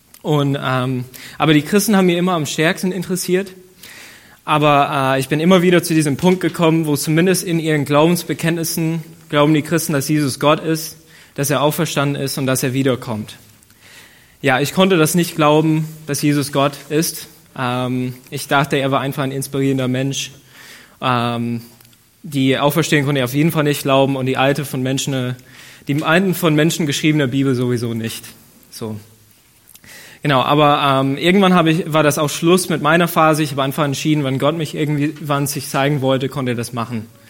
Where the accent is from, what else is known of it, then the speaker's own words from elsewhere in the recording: Ohio, United States; German is a second language; now in Germany; ich komme aus den USA, aus dem Bundesstaat Ohio. Und ich bin zu einer Familie geboren worden, die nicht besonders christlich waren.